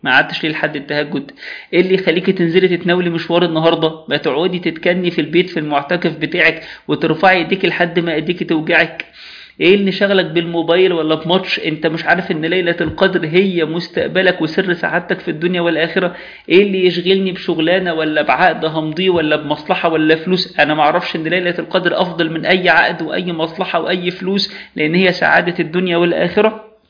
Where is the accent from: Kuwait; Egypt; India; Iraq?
Egypt; كون إن هي مش عندنا في مصر ليلة وترية،